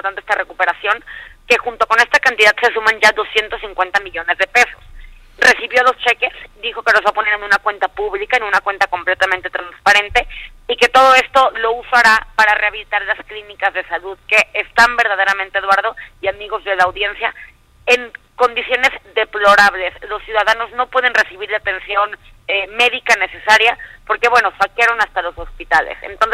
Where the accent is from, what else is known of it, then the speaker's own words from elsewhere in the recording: Xalapa, Veracruz, Mexico; Te saluda, como bien dices, desde Jalapa, Veracruz, en una muy tarde fría, en una fría tarde veracruzana